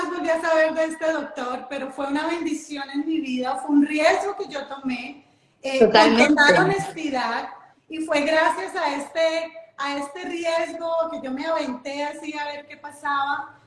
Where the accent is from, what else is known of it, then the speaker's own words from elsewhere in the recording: Colombia; yo soy colombiana